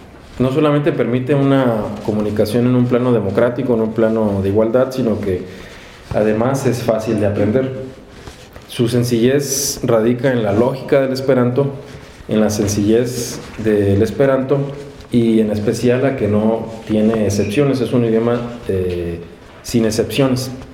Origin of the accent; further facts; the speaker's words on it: Mexico; born there; first language Spanish; yo nací en México, y el idioma que aprendo, el idioma que usan mis padres, pues es el español.